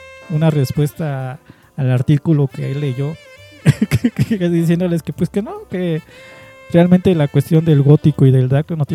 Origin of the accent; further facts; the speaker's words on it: Mexico; no quiero sonar mal pedo, pero como mexicana, ¿no?